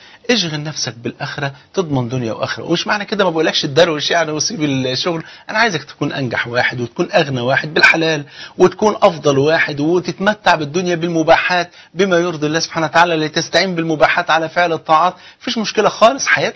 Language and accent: Arabic; Egypt; بلغتنا كمصريين